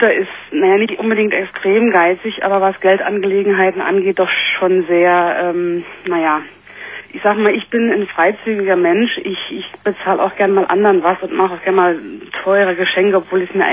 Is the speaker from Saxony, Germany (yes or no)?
no; Saarland, Germany; ich komme aus dem Saarland